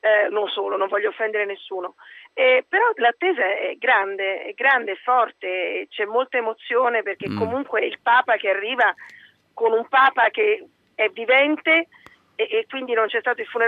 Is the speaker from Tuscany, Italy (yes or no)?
no; Rome, Lazio, Italy; vi parlo da romana. E a Roma intesa come